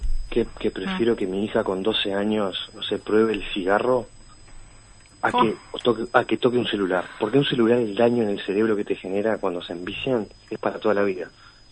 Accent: Montevideo, Uruguay; accent: Río de la Plata; tiene el tono de voz de acá, del Río de la Plata. O sea, que habla con no nuestro acento.

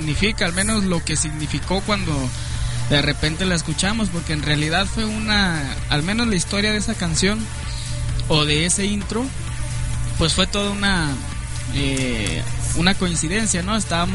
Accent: Jalisco, Mexico; Somos los jaliscienses, ¿no? Esa es la cara de México.

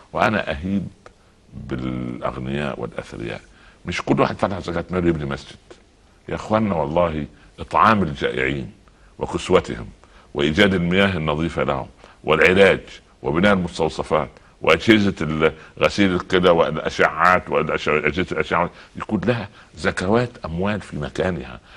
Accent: Egypt; يعني اضرب مثال تعودنا عليه كمصريين وعرب

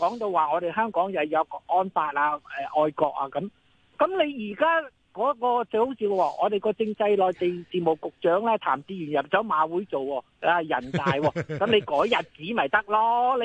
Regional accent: China; 咁我系中国人嚟噶嘛？

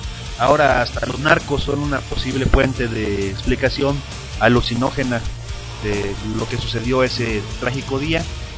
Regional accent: Mexico; como mexicanos creemos en todas las conspiraciones

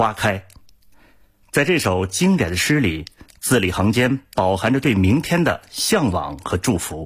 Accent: Inner Mongolia, China; now in Beijing, China; 我的家乡在内蒙古，现居北京

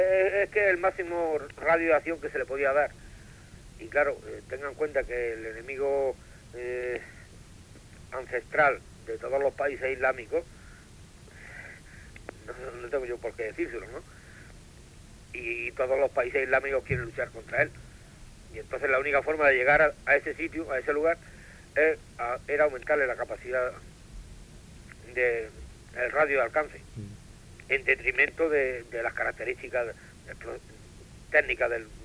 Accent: Spain; Solamente que soy español.

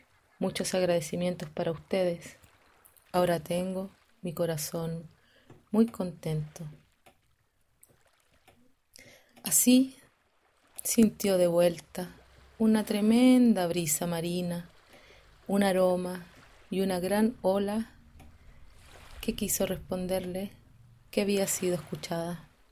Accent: Santiago, Santiago Metropolitan Region, Chile; born there; nací en Santiago, soy mapuche y champurria, porque mi mamá es una mezcladita del mundo popular, urbano, santiaguino.

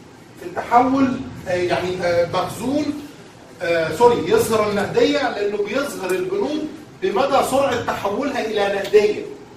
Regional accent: Egypt; فهتلاقي حضرتك عندنا في مصر حاجه اسمها معايير المحاسبه المصريه

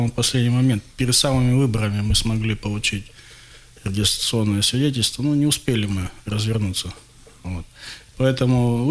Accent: Krasnoyarsk, Krasnoyarsk Krai, Russia; как гражданин России, как красноярец, которому не безразлична судьба родного города

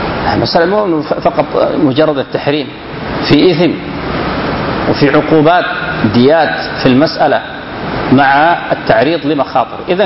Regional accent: Sudan; هو الختان الفرعوني المشهور عندنا في السودان وفي بعض الدول القريبة

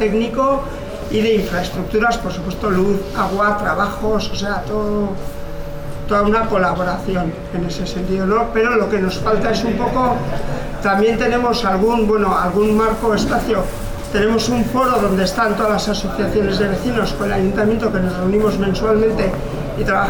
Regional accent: Hernani, Basque Country, Spain; vengo de Guipúzcoa, de un municipio que se llama Hernani, soy el alcalde.

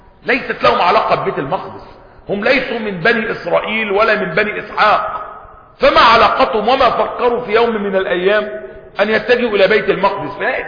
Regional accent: Egypt; born there; خلقت في مصر ولم أخلق في مكة،

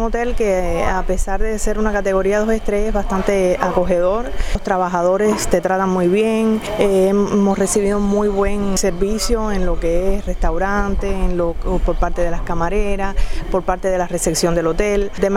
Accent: Santa Clara, Villa Clara, Cuba; Yo soy de Santa Clara.

